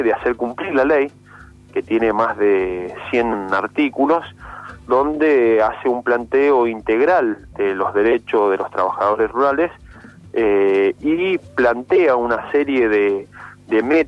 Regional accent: Mendoza, Argentina; yo soy de Mendoza, estamos acá en la delegación de la provincia de Mendoza

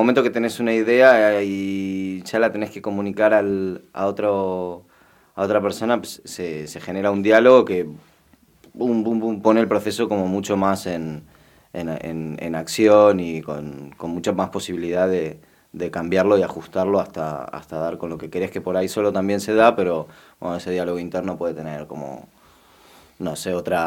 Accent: Madrid, Community of Madrid, Spain; now in Argentina; yo toda mi infancia la viví en Madrid. Yo en realidad me crié desde los 5 hasta los 15 en España. Y luego, bueno, pues luego volví.

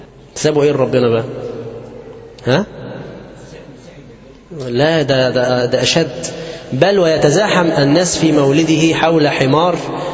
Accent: Egypt; المظاهر الشركيه المنتشره في بلادنا مصر

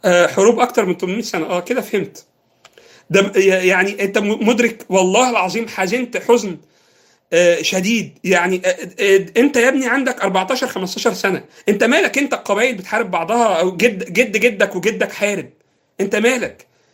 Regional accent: Egypt; إحنا بالنسبة لنا كمصريين يعني

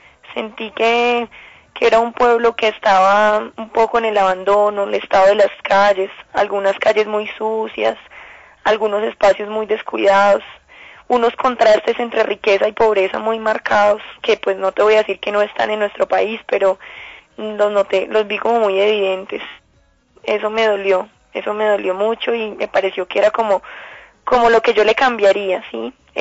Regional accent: Colombia; es un mundo completamente nuevo para uno como colombiana

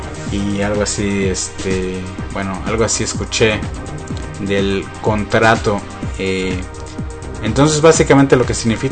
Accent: Mexico; para los que somos mexicanos y somos fanáticos del fútbol

